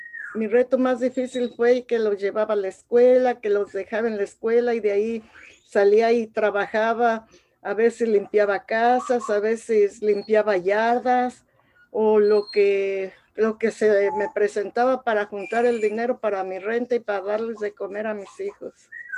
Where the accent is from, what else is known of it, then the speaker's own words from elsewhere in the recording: Tangancícuaro, Michoacán, Mexico; soy de México, de Michoacán, de un pueblito que se llama Tangancícuaro, Michoacán, que tiene un lago muy hermoso que es Camécuaro.